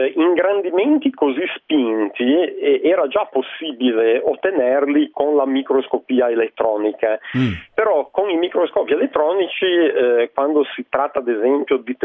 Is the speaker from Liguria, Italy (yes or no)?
yes; Genoa, Liguria, Italy; visto che io sono di Genova.